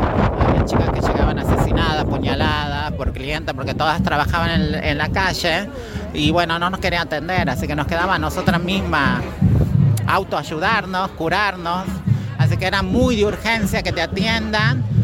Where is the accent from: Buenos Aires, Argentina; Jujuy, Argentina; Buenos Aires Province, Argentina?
Jujuy, Argentina